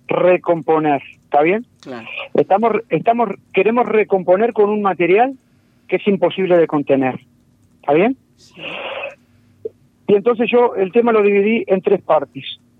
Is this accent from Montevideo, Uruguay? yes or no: no; Parque del Plata, Canelones, Uruguay; Y nací en Parque del Plata